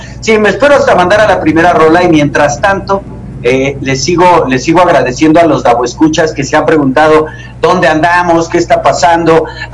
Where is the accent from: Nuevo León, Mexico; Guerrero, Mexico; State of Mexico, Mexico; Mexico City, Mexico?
Mexico City, Mexico; Iztapalapa; Obviamente recordarán que soy oriundo de Iztapalapa